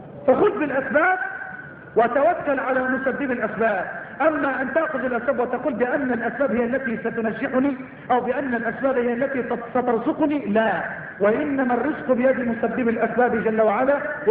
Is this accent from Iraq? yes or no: no; Egypt; اللهم اجعل بلدنا مصر بلد الأمن والأمان